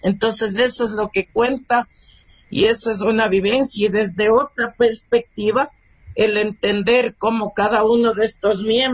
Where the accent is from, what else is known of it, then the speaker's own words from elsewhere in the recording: Ecuador; música ecuatoriana y artistas ecuatorianos somos todos los que estamos realizando producción artística en este hermoso territorio y en nuestro lindo Ecuador